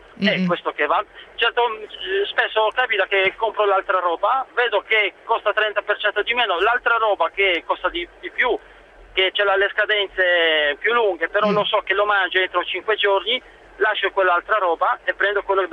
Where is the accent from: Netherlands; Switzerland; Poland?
Poland; Italian is a second language; Sono polacco.